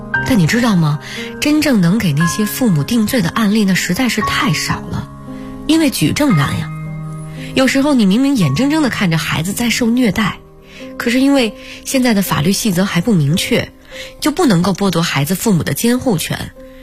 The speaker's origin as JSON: {"language": "Chinese", "region": "Northeast China", "country": "China", "tie": "born or raised there", "said": "我们老家在东北，屋外的温度还是零下十几度呢"}